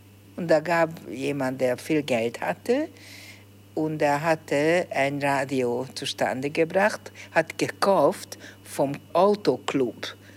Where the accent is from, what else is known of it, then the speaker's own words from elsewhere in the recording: Budapest, Hungary; German is a second language; Ich bin in Budapest aufgewachsen, immer in derselben Wohnung gelebt, von meinem zweiten Lebensjahr. Und ich bin ein wirklicher Budapester, glaube ich, eine Budapesterin.